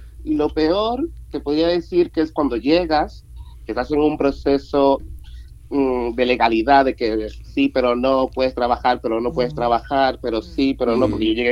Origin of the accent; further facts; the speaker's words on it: Dominican Republic; now in Spain; Soy del Caribe, de República Dominicana. Y la verdad, tengo aquí ya casi 4 años.